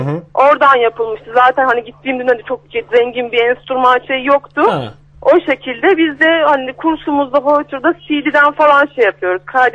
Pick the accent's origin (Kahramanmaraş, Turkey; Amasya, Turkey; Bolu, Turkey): Bolu, Turkey; Mengen; Ben Mengenliyim, Bolu.